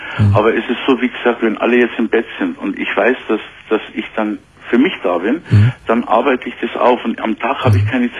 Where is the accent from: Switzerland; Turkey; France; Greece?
Turkey; moved away; ich bin im Heim aufgewachsen, ich komme aus der Türkei, meine Mama hat mich hergeholt im Heim.